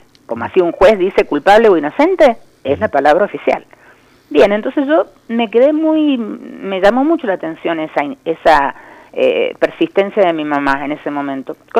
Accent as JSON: {"language": "Spanish", "region": "Córdoba", "country": "Argentina", "tie": "born or raised there", "said": "yo soy de Córdoba, nacida en Córdoba."}